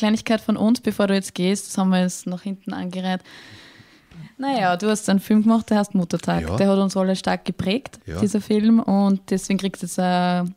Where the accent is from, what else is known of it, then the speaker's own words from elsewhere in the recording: Würmla, Lower Austria, Austria; Und ich komme ursprünglich aus Würmler.